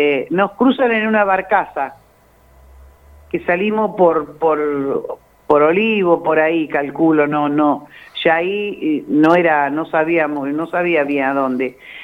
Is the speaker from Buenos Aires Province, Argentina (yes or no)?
yes; Zárate, Buenos Aires Province, Argentina; yo soy oriunda de Zárate, Zárate y Campana, estamos ahí a un paso.